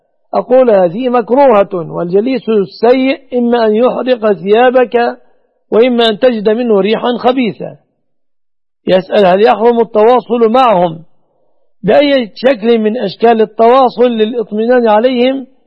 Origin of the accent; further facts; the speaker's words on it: Egypt; هذا وأسأل الله أن يحفظ بلادنا مصر وسائر بلاد المسلمين آمنة مطمئنة من كل مكروه وسوء،